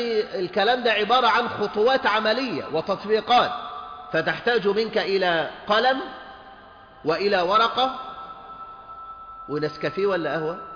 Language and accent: Arabic; Egypt; ولذلك عندنا في مصر وحدها صارت أعداد المطلقات في البيوت بالملايين